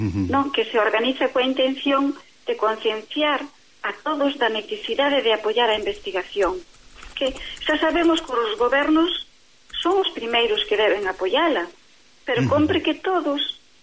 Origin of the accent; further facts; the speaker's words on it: Tomeza, Galicia, Spain; Sí, a aldea chamase Tomeza.